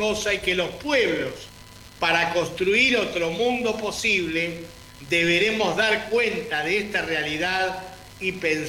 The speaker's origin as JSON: {"language": "Spanish", "country": "Venezuela", "said": "no entendemos que hoy somos tan gazatíes como latinoamericanos, como venezolanos"}